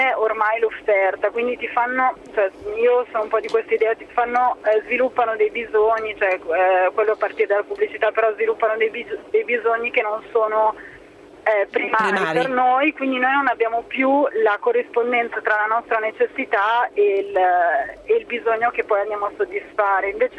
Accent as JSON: {"language": "Italian", "town": "Pavia", "region": "Lombardy", "country": "Italy", "said": "e anche io sono di Pavia, per cui viaggio tra Milano e Pavia"}